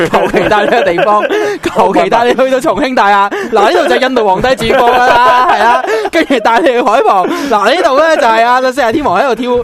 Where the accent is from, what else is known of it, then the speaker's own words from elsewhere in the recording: Hong Kong; 咁我哋香港人咧，我真系要喺度即系算系少少帮强人讲一句